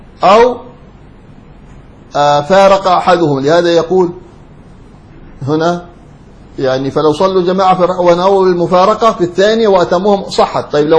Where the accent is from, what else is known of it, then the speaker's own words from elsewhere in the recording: Hadhramaut, Yemen; في بعض القرى عندنا في حضرموت